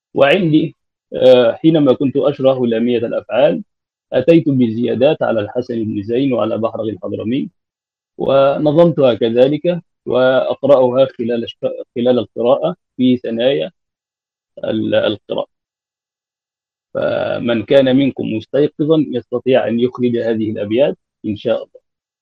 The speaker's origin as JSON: {"language": "Arabic", "country": "Egypt", "said": "عندنا في مصر لا يعتنون بهذه المنظومات"}